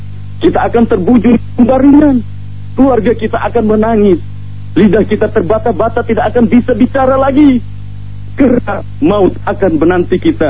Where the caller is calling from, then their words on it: Malang, East Java, Indonesia; di Malang.